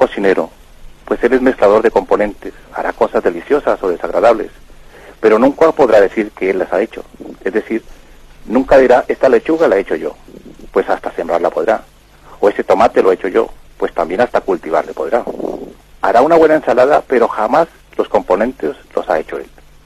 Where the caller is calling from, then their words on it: Catalonia, Spain; de Parafluyer, en Gerona.